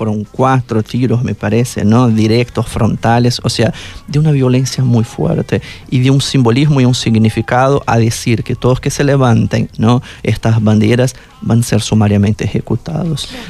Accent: Brazil; no somos un pueblo como el argentino que sale a la calle y que tiene esta presencia y ocupación. Hay resistencia en Brasil

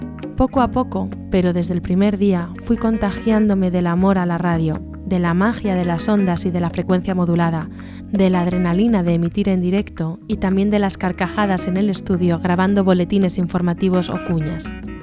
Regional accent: Madrid, Community of Madrid, Spain; Soy madrileña, con sangre gallega, de Orense, y sangre castellana, de un pueblito de Toledo llamado Dos Barrios.

